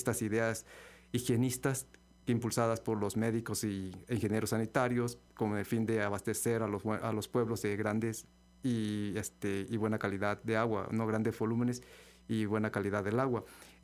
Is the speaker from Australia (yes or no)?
no; La Gloria, Veracruz, Mexico; De La Gloria, del municipio de Úrsulo Galván. Ahí nací. Entonces cuando era niño pues teníamos esa dicha.